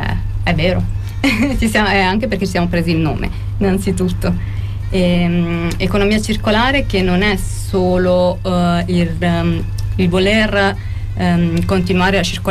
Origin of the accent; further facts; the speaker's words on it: Marche, Italy; Però sono marchigiana con un accento sbagliatissimo.